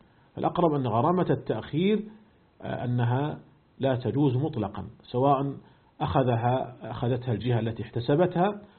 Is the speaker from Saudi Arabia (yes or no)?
yes; Saudi Arabia; أيضا هنا عندنا في المملكة العربية السعودية